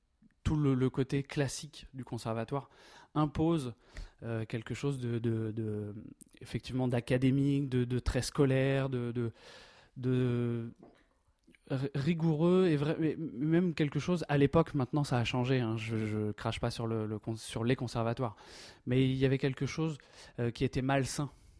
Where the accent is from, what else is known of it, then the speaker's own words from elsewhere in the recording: Chevilly, Centre-Val de Loire, France; je suis originaire de Chevilly, et ça je te l'avais pas dit. Voilà, je suis originaire de Chevilly et l'école Chevilly, Artenay, le collège, l'école de musique, JD. Voilà, je suis vraiment le canton, quoi.